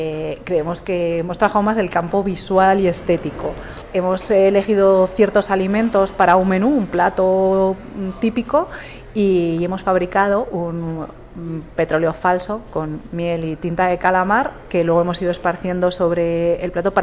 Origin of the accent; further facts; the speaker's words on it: Navarre, Spain; También soy navarra, entonces pienso automáticamente pimiento del piquillo en Navarra.